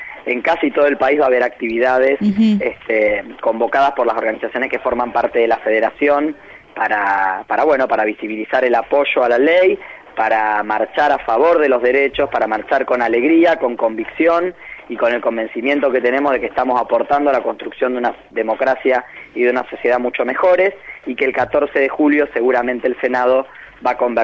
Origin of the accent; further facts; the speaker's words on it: Argentina; nos deben avergonzar a todas y todos como argentinos, ¿no?